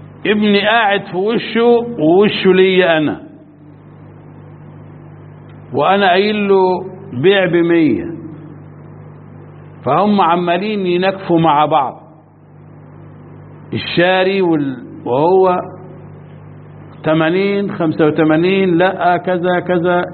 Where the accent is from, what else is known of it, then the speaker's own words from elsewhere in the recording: Egypt; مش فاهم، وانا مصري زيك بس مش فاهم